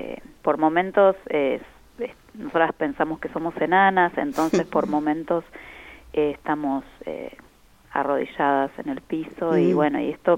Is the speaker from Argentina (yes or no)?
yes; La Pampa, Argentina; nosotros los que somos de la Pampa